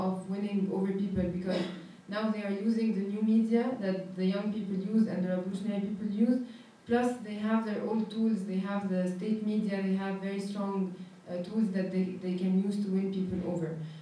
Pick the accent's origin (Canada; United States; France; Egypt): Egypt; I am a journalist from Egypt.